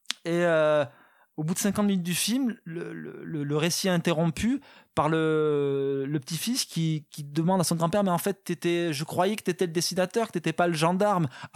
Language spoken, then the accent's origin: French; Southern France, France; je viens du sud de la France, c'est ça le truc